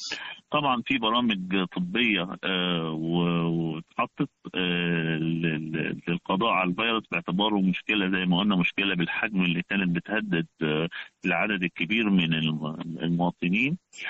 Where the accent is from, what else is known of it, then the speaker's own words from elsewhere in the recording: Egypt; عدد المصابين بالفيروس عندنا في مصر